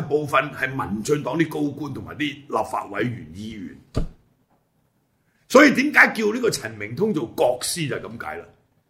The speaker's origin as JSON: {"language": "Cantonese", "country": "Hong Kong", "said": "但我哋香港人而家俾佢搞到雞毛鴨血"}